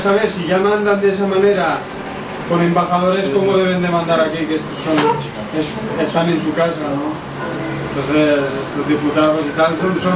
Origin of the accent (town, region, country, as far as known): Girona, Catalonia, Spain; born there